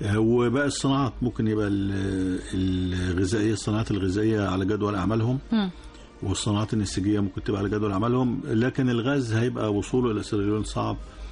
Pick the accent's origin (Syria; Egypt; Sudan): Egypt; دمياط عندنا كمصريين وحتى عند العرب في السياحة الشاطئية وخلافه